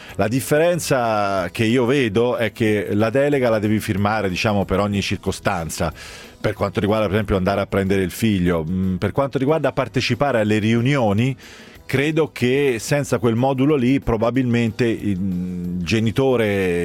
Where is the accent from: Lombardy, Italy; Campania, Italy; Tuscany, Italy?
Tuscany, Italy; Sono toscano, sì